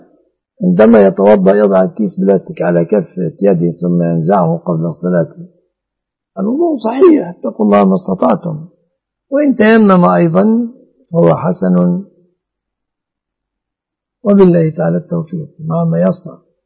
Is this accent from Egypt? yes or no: yes; Egypt